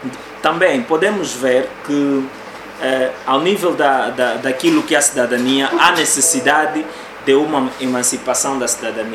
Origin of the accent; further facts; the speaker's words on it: Angola; todos nós somos angolanos